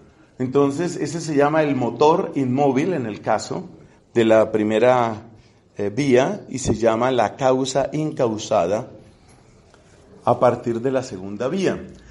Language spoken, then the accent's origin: Spanish; Colombia; será porque soy latino o colombiano o lo que sea